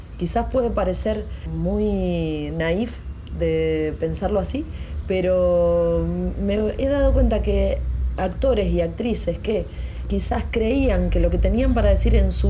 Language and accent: Spanish; Pergamino, Buenos Aires Province, Argentina; born there; now in Rosario, Argentina; nací en Pergamino en el año 80, tengo 37 años, no estoy en pareja